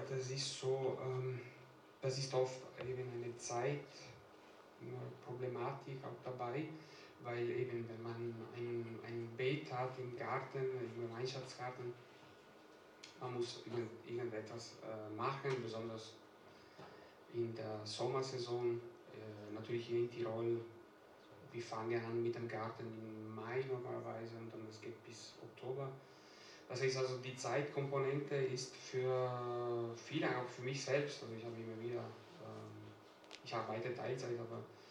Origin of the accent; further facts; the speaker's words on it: Italy; German is a second language; now in Germany; dass ich bin eigentlich auf dem Land aufgewachsen in Italien. Meine Großeltern waren beide Bauern.